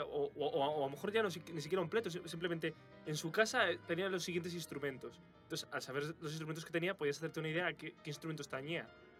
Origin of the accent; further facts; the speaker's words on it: Castile and León, Spain; Yo, por ejemplo, soy de la Cisterna, de aquí de un pueblo de Valladolid.